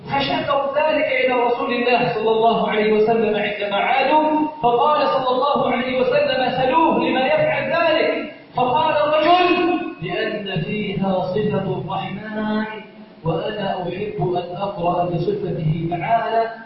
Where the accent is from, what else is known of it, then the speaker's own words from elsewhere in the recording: Egypt; بلدنا مصر سخاء رخاء امنا امانا